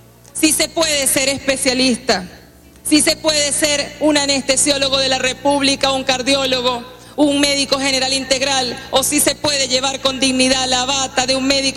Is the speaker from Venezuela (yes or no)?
yes; Venezuela; Somos humildes los venezolanos y las venezolanas.